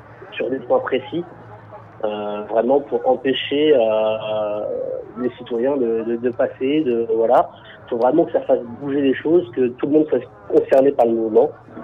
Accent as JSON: {"language": "French", "town": "Le Havre", "region": "Normandy", "country": "France", "said": "Alors, voilà, moi, je suis du Havre, oui, je suis là, donc, bâti sur le port du Havre."}